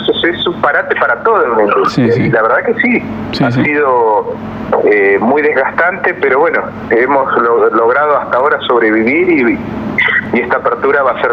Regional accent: Neuquén, Argentina; also born or lived in Buenos Aires; Estamos hace más de 15 años en Neuquén. Yo soy neuquino. Me fui hace muchos años a Buenos Aires y en el 2004 volví a Neuquén a armar mi productora

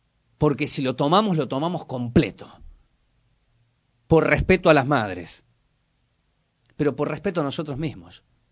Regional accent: Córdoba, Argentina; Conozco Ituzaingó porque me crié en Córdoba durante 25 años.

